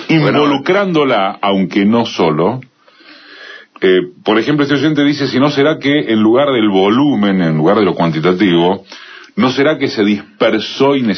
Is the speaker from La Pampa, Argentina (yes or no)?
no; Buenos Aires, Argentina; además, como porteño, y esto lo digo primero como porteño